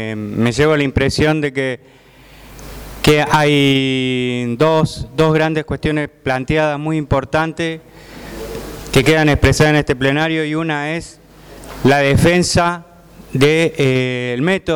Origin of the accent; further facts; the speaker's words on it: Córdoba, Argentina; en el caso de la compañera que viene de Neuquén o yo que vengo de Córdoba